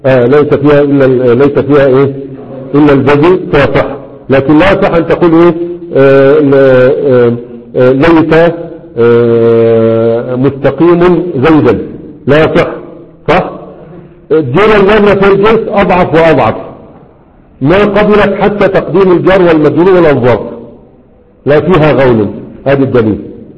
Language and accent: Arabic; Egypt; لكن عندنا في مصر ما في طبقات